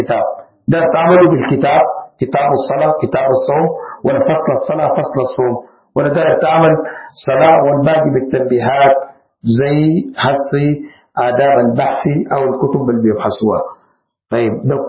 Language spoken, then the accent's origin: Arabic; Sudan; من أحسن الحاجات عندنا في السودان مختصر المختصر